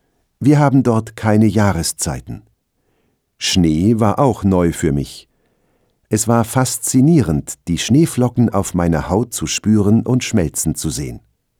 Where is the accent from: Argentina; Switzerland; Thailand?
Thailand; Satun; also born or lived in Bangkok; Meine Heimatstadt Satun im Süden Thailands ist auch ruhig, aber klein. Aber ich habe mehrere Jahre in Bangkok gewohnt und studiert.